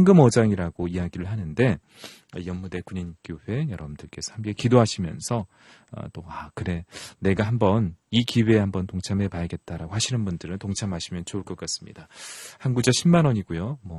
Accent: Nonsan, South Chungcheong, South Korea; 저도 논산 출신인데요.

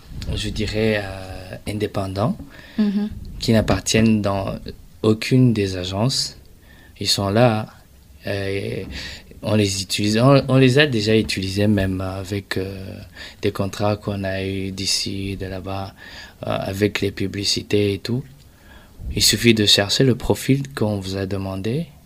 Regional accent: Burundi; Mais je dis une chose, en tant que Burundais et fier de l'être

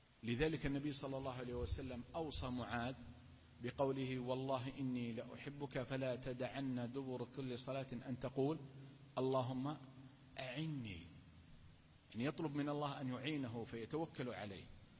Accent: Al-Qassim, Saudi Arabia; حدثني بها عالم من العلماء عندنا في القصيم

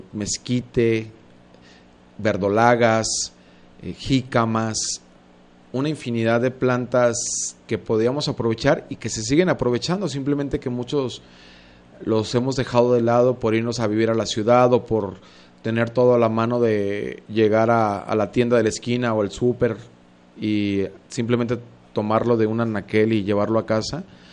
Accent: San Antonio Juanacaxtla, Jalisco, Mexico; Yo en lo particular crecí pues en San Antonio, Juanacaxtla, los que me conocen, crecí con el mejor maíz, el mejor frijol, los mejores jitomates, chiles, rábanos y demás, todo eso que se cultivaba en el rancho

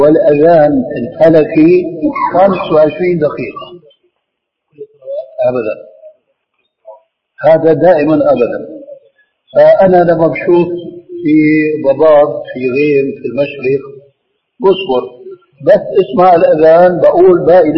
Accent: Levant, Syria; كما يقولون عندنا في الشام

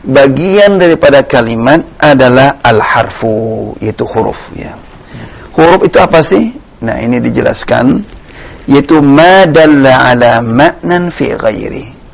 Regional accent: Medan, North Sumatra, Indonesia; Jadi bahasa Medan itu semalam. Iya, karena saya dari Medan. Jadi saya tahu sekali bahasanya.

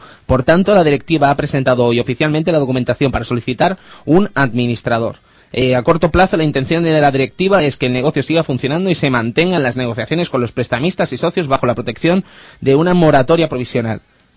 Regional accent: Catalonia, Spain; Soy catalán.

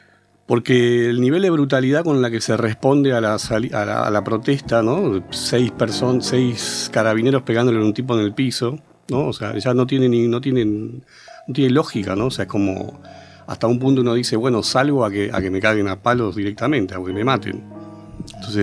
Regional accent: Buenos Aires, Argentina; lo que más me angustia es somos los porteños, los pobladores

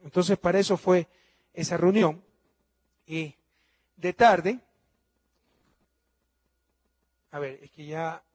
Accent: Ecuador; todos los ecuatorianos que pagamos 3 mil millones de dólares.

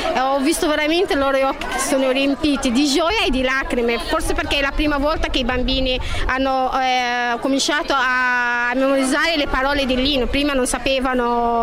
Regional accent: Egypt; Italian is a second language; now in Italy; sono egiziana, sono qua in Italia da 10 anni

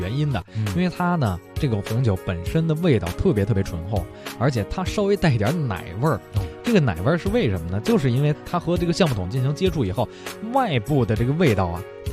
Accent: Beijing, China; accent: Beijing; 哎，一直按咱们北京话叫雇佣着嘛

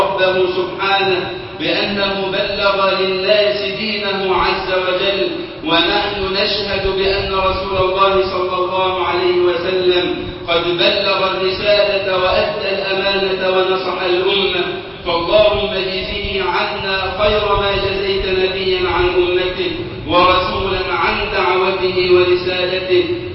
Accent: Egypt; اللهم اجعل بلدنا مصر أمنا أمانا وسائر بلاد المسلمين

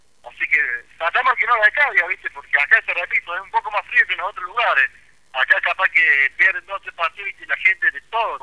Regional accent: Córdoba, Argentina; moved away as an adult; Yo soy de Córdoba, yo me vine hace 5 años acá.

